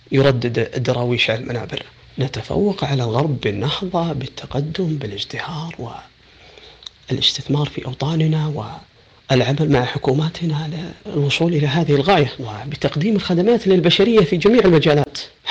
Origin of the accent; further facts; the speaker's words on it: Saudi Arabia; بصفتي مواطن سعودي عربي مسلم